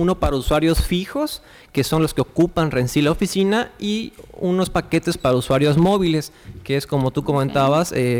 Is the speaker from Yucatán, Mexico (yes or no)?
yes; Yucatán, Mexico; Pues Mérida, te soy sincero, yo soy yucateco, es una ciudad bellísima